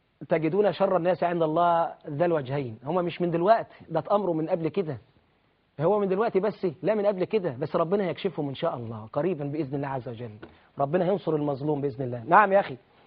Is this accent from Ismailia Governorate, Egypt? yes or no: no; Shambara, Sharqia Governorate, Egypt; فانا يعني اهلي في قريتي شمبره الميمونه واهلي في الزقازيق ومحافظه الشرقيه ما انساهمش ابدا